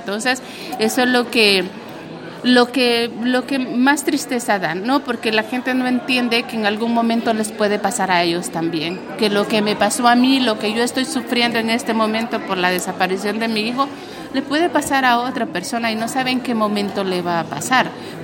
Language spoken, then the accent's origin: Spanish; Honduras; muchos han muerto ahorita en mi país, en Honduras.